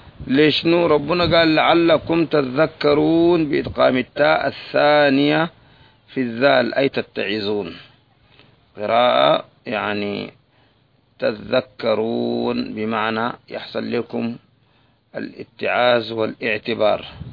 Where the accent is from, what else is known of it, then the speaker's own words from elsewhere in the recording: Sudan; ناس وزارة التربية والتعليم عندنا في السودان